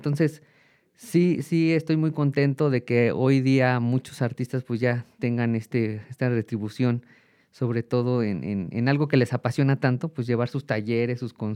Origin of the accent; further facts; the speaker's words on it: Juchitepec, State of Mexico, Mexico; yo soy de Juchitepec y ahí tengo el Consejo de Cultura Parroquial que justo lo fundé en una iglesia